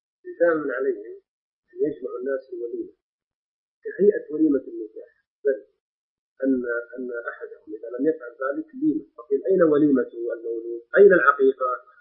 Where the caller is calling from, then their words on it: Jeddah, Makkah Province, Saudi Arabia; عندنا في جدة بل بالمملكة العربية السعودية عموما